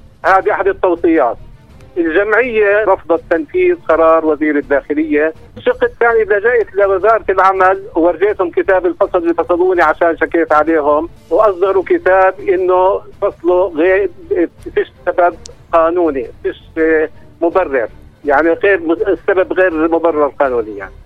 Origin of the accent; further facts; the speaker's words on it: Nablus, West Bank, Palestine; من نابلس، كنت اشتغل في المستشفى الاتحادي النسائي بنابلس.